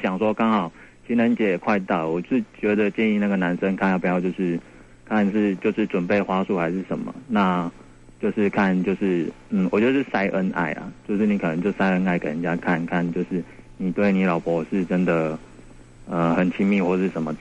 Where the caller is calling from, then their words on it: New Taipei, Taiwan; 我是新北的